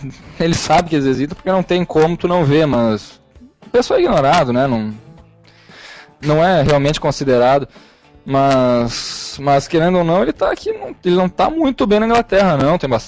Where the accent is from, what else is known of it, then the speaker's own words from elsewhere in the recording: Brazil; born there; Tem lá, escrito que eu nasci no Brasil, né?